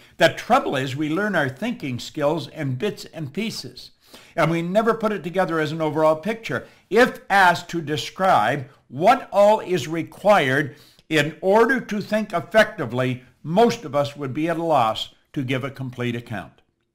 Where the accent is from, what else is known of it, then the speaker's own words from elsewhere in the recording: Toronto, Ontario, Canada; And I said, I'm from Toronto. I'll fly over.